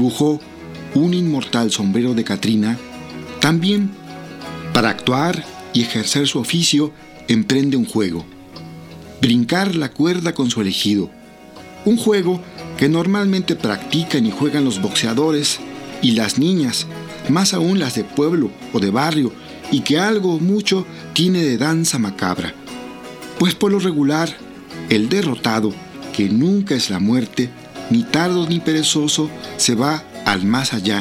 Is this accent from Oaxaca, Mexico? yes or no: yes; Oaxaca, Mexico; first language Zapotec; Spanish is a second language; animales de la región del Istmo de Tehuantepec, donde él y yo somos. Quise escribir este cuento en zapoteco, mi lengua natal.